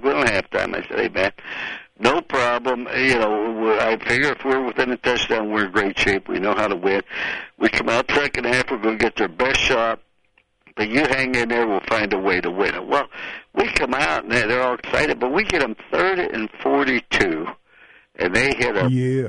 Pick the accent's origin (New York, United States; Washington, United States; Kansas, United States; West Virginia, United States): West Virginia, United States; born there; Now, remember, I was born in West Virginia. That's my home state where I was born.